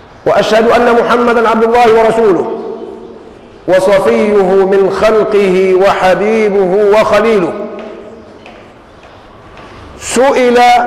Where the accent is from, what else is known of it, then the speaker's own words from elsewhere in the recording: Egypt; لما قرأت تاريخ الدول وجدت أننا كمصريين نحسن التقليد